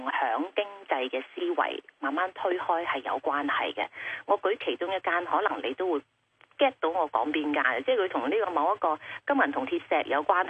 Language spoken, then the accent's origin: Cantonese; Guangzhou, Guangdong, China; 作为我三代都喺广州呢个土生土长咧